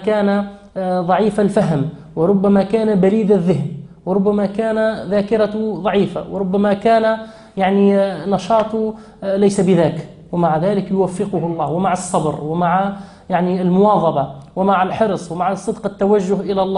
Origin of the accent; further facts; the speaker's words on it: Tunisia; نحن عندنا في تونس عندنا الثروة هي الطاقة البشرية، هي الأدمغة